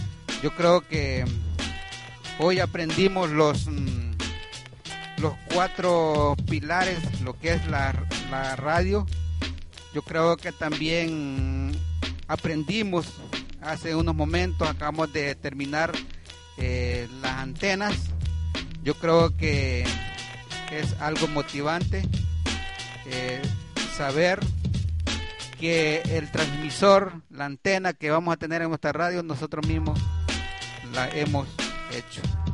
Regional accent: Honduras; Yo creo que nosotros como hondureños esto no lo vamos a olvidar jamás

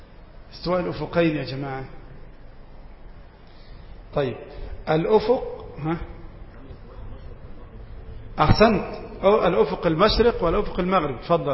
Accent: Egypt; يعني تقريبا من غروب الشمس إلى غياب الشفق عندنا في مصر بيأخذ حوالي ساعة ونصف

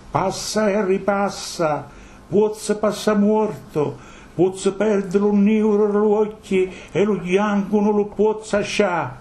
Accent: Campania, Italy; moved away; io vengo dal Cilento, nel Cilento si vive 10 anni di più.

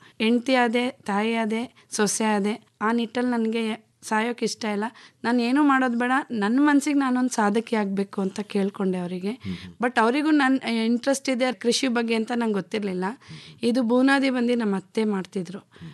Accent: Mandya, Karnataka, India; ನಾನು ಮೂಲತಃ ಮಂಡ್ಯದವರು, ಆದರೆ ನಾನು ಕೃಷಿ ಮಾಡ್ತಿರೋದು ಶಿವಳ್ಳಿಯಲ್ಲಿ.

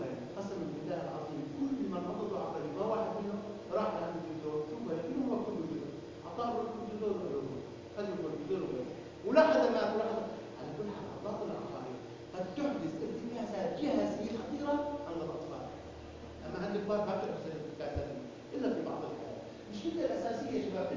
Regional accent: Syria; المصل المضاد للعقارب موجود عندنا في سوريا

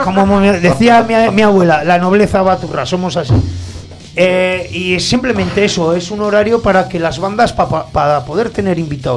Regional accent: Aragon, Spain; Somos maños.

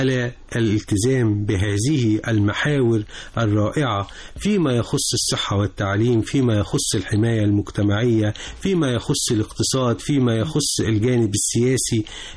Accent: Egypt; أنا بقيت في بلدي، أنا بلدي.

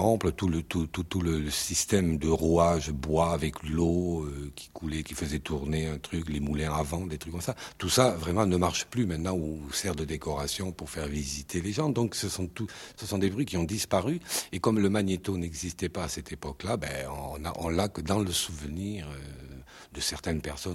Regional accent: Southern France, France; dans le midi, il y a plus d'odeurs que de sons, disons. Mais effectivement, c'est les cigales, tout bêtement.

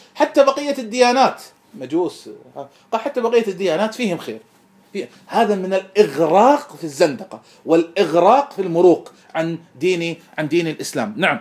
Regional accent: Kuwait; أنا كويتي والرافض كويتي

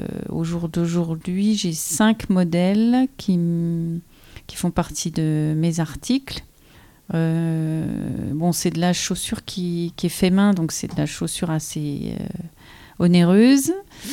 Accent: Remiremont, Grand Est, France; born there; je suis née à Remiremont. J'ai un atelier artisanal qui se trouve à Basse-sur-le-Rue, puisqu'aujourd'hui j'habite Basse-sur-le-Rue. Ça se trouve entre Vanier et la Bresse.

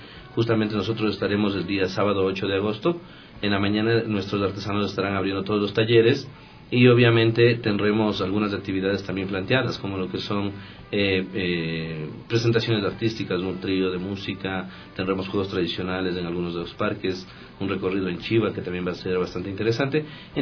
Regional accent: Quito, Pichincha, Ecuador; para que podamos como quiteños ya tener una visión clara de lo que tenemos en cada uno de nuestros barrios.

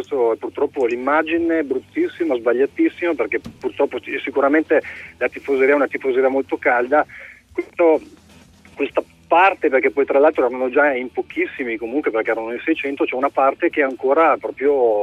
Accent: Verona, Veneto, Italy; la mia chiamata era legata solo proprio a un dispiacere, sì, da veronese, da tifoso.

